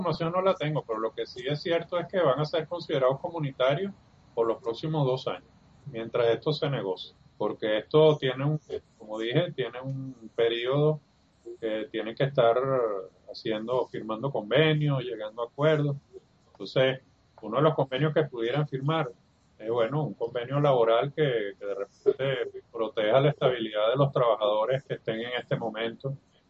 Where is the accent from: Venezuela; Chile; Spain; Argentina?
Venezuela; Como somos expertos los venezolanos, hemos visto eso una y otra vez aquí en nuestra moneda